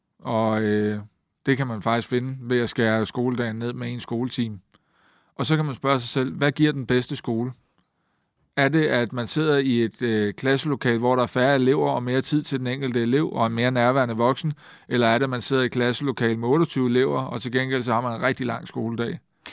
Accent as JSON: {"language": "Danish", "town": "Køge", "region": "Zealand", "country": "Denmark", "said": "Der sagde jeg, at hvis man i Køge, hvor jeg kommer fra, mødte folk"}